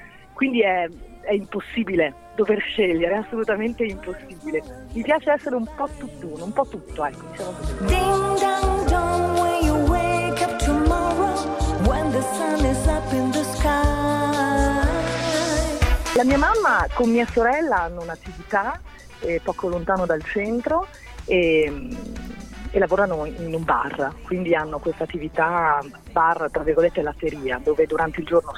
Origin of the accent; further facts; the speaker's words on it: Bologna, Emilia-Romagna, Italy; siamo appunto cresciuti a Bologna, quindi siamo cresciuti a tortellini e tagliatelle